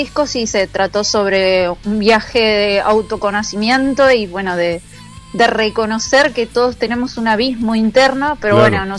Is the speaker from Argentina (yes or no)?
yes; Trevelin, Chubut, Argentina; Y yo soy de Trevelin.